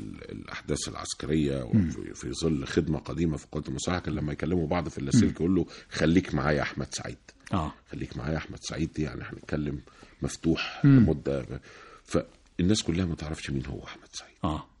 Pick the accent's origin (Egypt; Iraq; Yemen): Egypt; بحاول افهم البياع ان انا من مصر